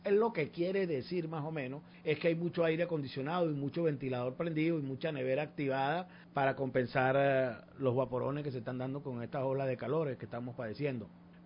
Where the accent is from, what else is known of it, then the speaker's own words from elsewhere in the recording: Llanos, Venezuela; yo aquí, como buen llanero